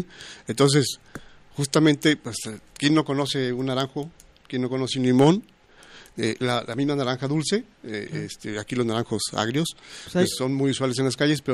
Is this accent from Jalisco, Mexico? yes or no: yes; San Martín Hidalgo, Jalisco, Mexico; San Martín Hidalgo, que es mi pueblo natal.